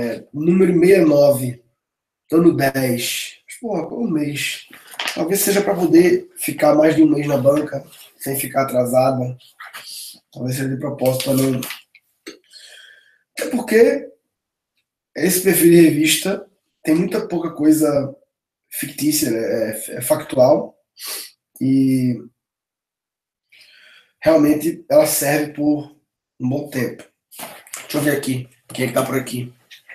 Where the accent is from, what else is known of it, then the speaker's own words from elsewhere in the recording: Brazil; Massa, eu sou brasileiro.